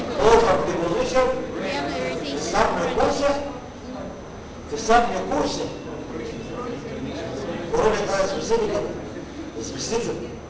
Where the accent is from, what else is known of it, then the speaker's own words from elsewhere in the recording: Egypt; هل انا كمصري